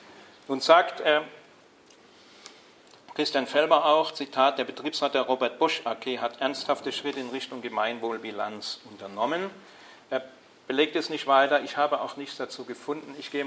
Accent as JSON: {"language": "German", "region": "Baden-Württemberg", "country": "Germany", "said": "ich komme aus Baden-Württemberg, es gibt in Baden-Württemberg sozusagen ein höchstes Gesetz"}